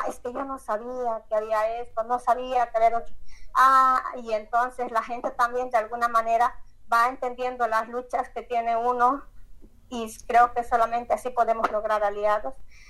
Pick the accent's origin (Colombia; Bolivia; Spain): Bolivia; en mi país hay mucha discriminación Yo soy de Bolivia